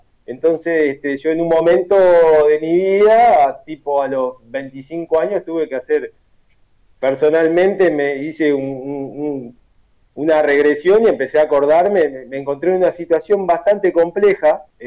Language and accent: Spanish; Montevideo, Uruguay; ancestría charrúa, ¿no? Por mis abuelos y mis abuelos allá de la aldea. Yo nací en el Cerro Montevideo, viví 36 años en el Cerro Montevideo. Mis viejos se fueron del Cerro de la Aldea para el Cerro Montevideo.